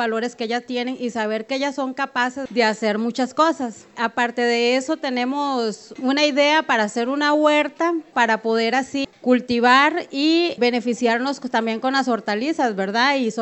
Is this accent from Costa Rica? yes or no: yes; Abangaritos, Puntarenas, Costa Rica; soy de Avangaritos, ¿verdad?